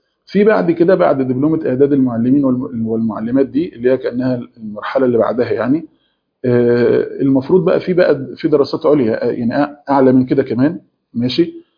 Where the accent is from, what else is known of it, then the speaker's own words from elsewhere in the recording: Egypt; في اجازه اللي هي نص السنه عندنا في مصر